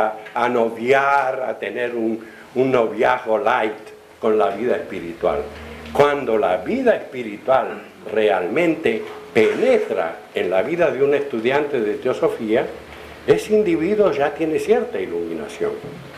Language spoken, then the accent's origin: Spanish; Argentina; una bota de vino de esas que yo veía en mi niñez en Argentina